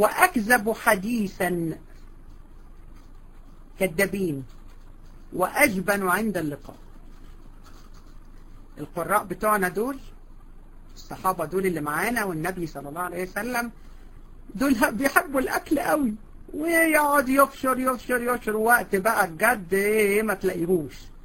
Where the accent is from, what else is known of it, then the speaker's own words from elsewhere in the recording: Egypt; حتى عندنا في مصر بيقولوا سنه